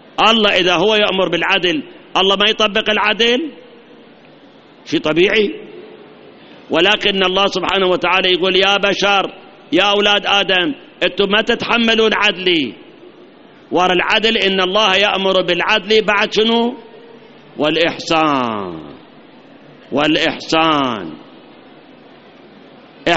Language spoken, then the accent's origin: Arabic; Iraq; هاي مصيبة عندنا بالعراق، مصيبة